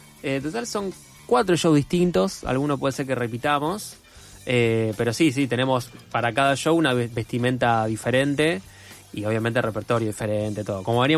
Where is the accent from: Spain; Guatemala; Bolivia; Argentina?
Argentina; En un momento paramos y decimos, bueno, somos de Argentina, la gente aplaude, qué sé yo.